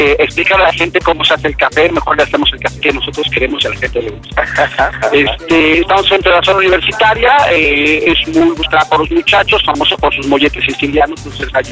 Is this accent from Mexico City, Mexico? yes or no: yes; Mexico City, Mexico; inquieto, pintor, fotógrafo, diseñador, bailarín, cha-cha-cha, y charrechero como buen chilango.